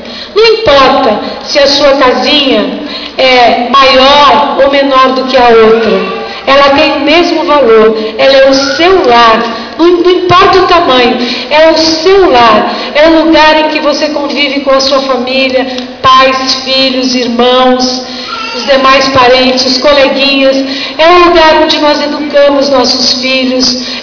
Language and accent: Portuguese; Cubatão, São Paulo, Brazil; eu nasci Cubatão, sou filha de cubatenses, neta de cubatenses, bisneta de cubatenses, tataraneta de cubatenses. Minhas raízes aqui são profundas, eu amo essa cidade